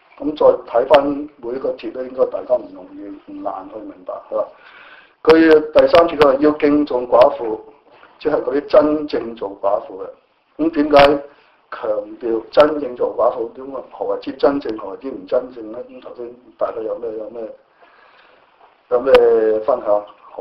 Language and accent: Chinese; China; 就好像我們中國人的傳統都是不會說靠政府養或者去等他老人院